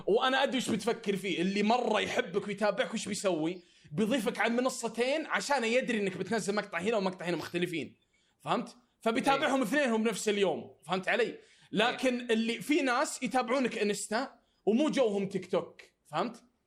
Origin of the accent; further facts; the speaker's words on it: Saudi Arabia; عندنا في السعوديه ما عندك اللي هو البي او بوكس زي امريكا